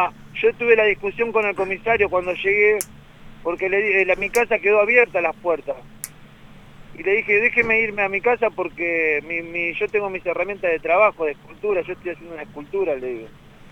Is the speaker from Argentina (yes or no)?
yes; Banfield, Buenos Aires Province, Argentina; Acá en Banfield, yo soy de Banfield